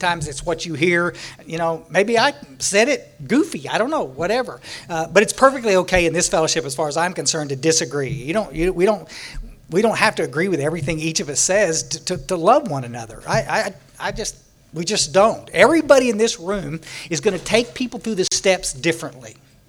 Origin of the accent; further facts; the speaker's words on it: Texas, United States; I was born out in West Texas, when we were about 11, we moved to the Hill Country, up down by San Antonio. And we're about 60 miles northwest of San Antonio.